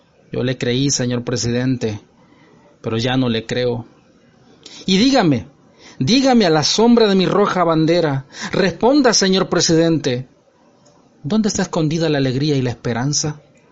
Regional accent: El Salvador; moved away as an adult; now in Panama; soy salvadoreño residiendo en Panamá desde hace algunos años.

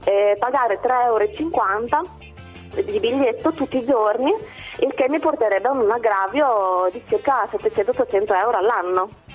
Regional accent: Bologna, Emilia-Romagna, Italy; No, sono di Bologna, sì. E vado a Imola tutti i giorni per lavoro.

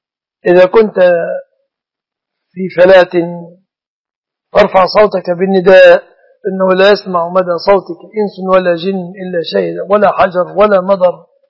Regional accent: Minyat Samanoud, Dakahlia, Egypt; يقول أنت منين؟ من مصر. أنا من محافظة اسمها الدقهلية معروفة، قرية مني سمنود، مركز أجهة دقالي.

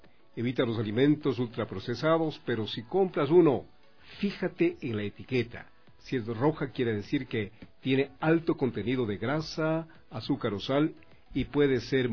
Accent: Quito, Pichincha, Ecuador; me recuerdo como buen quiteño, como buen amante de la música nacional.

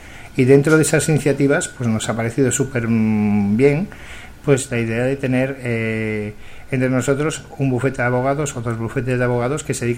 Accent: Catalonia, Spain; Yo soy del Mediterráneo, yo soy más de la parte de José Luis, soy de Tarragona, de un pueblecito de Tarragona, nací en el Hospital del Mar.

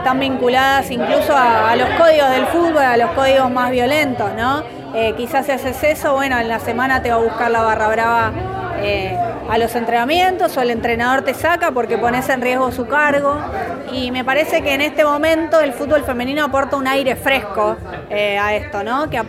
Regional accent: Monte Grande, Buenos Aires Province, Argentina; En mi caso yo soy de Monte Grande, así que nada, conocí el lugar, conozco la zona y demás.

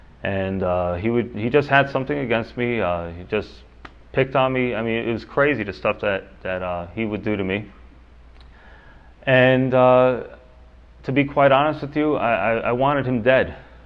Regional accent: Yonkers, New York, United States; I was born here in the city of Yonkers, right up the hill. Actually, you go over Executive Boulevard, I was born in St. John's Hospital.

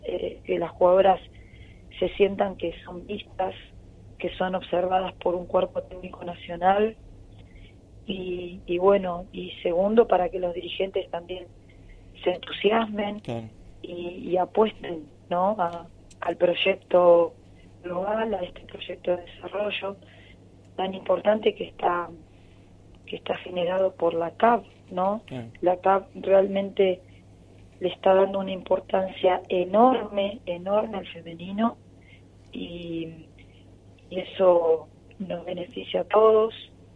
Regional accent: Argentina; nosotros, como bien argentinos, vamos a ir a jugar el partido.

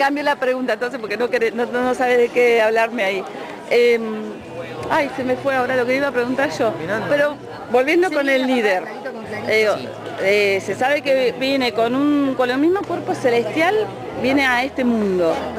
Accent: Uruguay; Yo soy de Uruguay, creo que es para el día del país de Uruguay

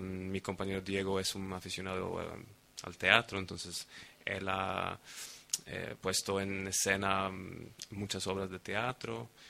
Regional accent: Sweden; Spanish is a second language; los dos son colombianos, yo soy sueco.

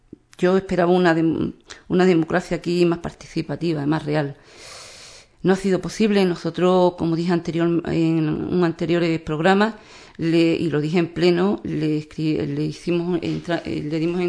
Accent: Ubrique, Andalusia, Spain; Ubrique necesita un PGO, pero no cualquier PGO. Mi pueblo, mi gente, necesita el mejor PGO

